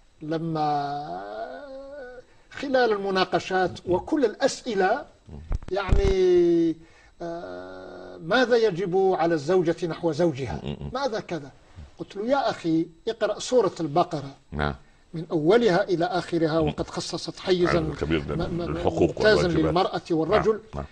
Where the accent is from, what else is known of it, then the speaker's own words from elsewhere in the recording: Algeria; عندنا في الجزائر